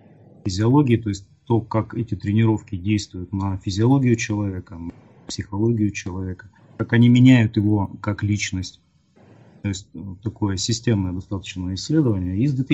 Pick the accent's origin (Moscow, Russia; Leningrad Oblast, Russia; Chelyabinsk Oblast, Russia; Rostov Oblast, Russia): Chelyabinsk Oblast, Russia; Chelyabinsk; Я из Челябинска